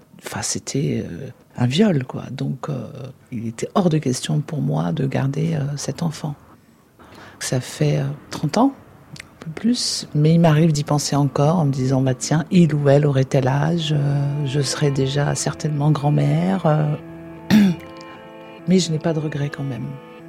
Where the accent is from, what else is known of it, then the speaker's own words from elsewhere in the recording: Algeria; now in France; Je venais d'arriver d'Algérie, et donc j'étais sans papier.